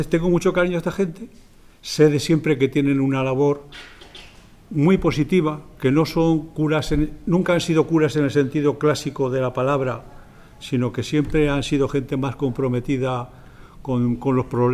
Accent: Zaragoza, Aragon, Spain; born there; yo nací en Torrero y fui al Colegio San Antonio no cuando estaba aquí, sino que estaba en la calle Alicante, por la calle Alicante, la calle Monterregado.

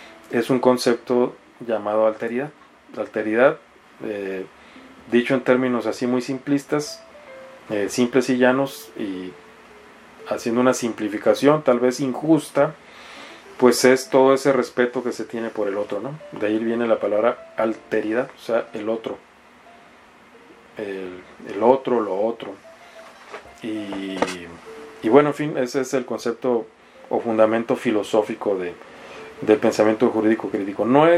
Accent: Mexicali, Baja California, Mexico; como yo soy oriundo de Mexicali

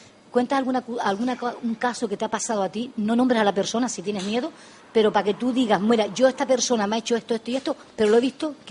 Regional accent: Canary Islands, Spain; Y yo siendo de Gran Canaria, yo te digo a ti bienvenida a Gran Canaria, o a Lanzarote en este caso, porque somos todos canarios y leños.

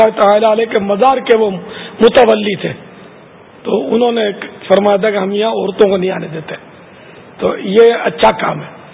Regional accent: Etawah, Uttar Pradesh, India; اٹاوا کا رہنے والا ہوں.

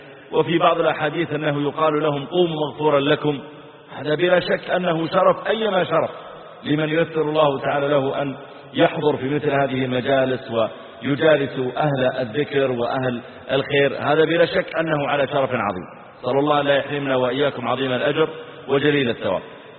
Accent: Mazal, Saudi Arabia; وأذكر أن في قريتنا عندنا قرية على طريق مكة اسمها مزعل، قرية صغيرة،

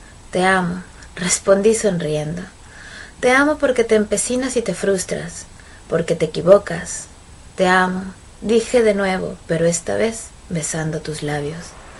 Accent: Mexico; now in Barcelona, Spain; soy escritora mexicana, resido en Barcelona, una ciudad que me encanta

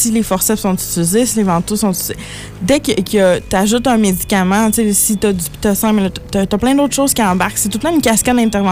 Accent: Quebec City, Quebec, Canada; Moi, j'étais à Blainville, je viens de Québec, là.

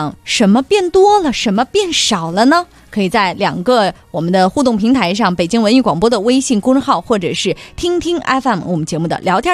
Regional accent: Handan, Hebei, China; 我自从来了北京告诉大家我是邯郸人之后

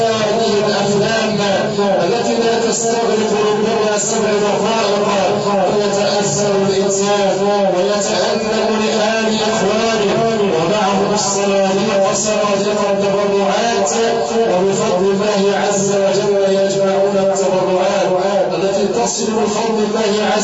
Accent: Egypt; عندنا في مصر عباد الله لو كان احد الناس ياكل من المزابل

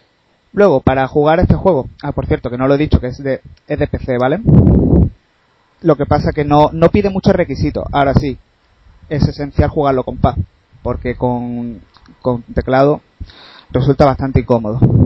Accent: Málaga, Andalusia, Spain; Pues nada, yo soy de Málaga, ¿vale?

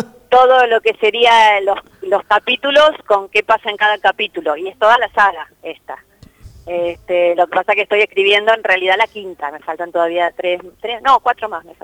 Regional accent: Adrogué, Buenos Aires Province, Argentina; Sí, en realidad yo soy de Adrogué. Nacida y criada en Adrogué.

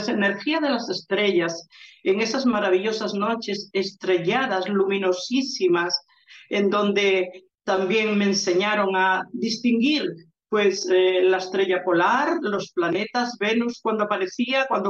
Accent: Galicia, Spain; esas enseñanzas que realmente yo las veía en las prácticas habituales que allí se hacían en esa tierra. Nunca se perdió la magia en Galicia

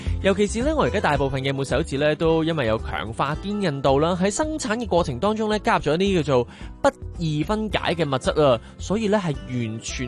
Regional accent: Hong Kong

